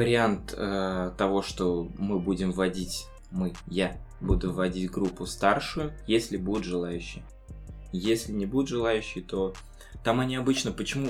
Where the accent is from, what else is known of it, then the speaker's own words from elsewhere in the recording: Dushanbe, Tajikistan; moved away; also born or lived in Yelabuga, Russia; Родился в Душанбе, Средняя Азия. Воспитывал папа, мама, полная семья у нас, брат-двойняшка, Тимур и старшая сестра.